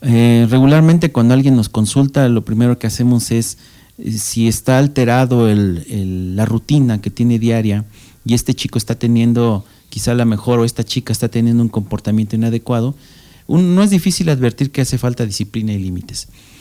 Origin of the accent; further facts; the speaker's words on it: Valle de Chalco, State of Mexico, Mexico; Valle de Chalco, de donde yo vengo, hay una disciplina que se llama el karate.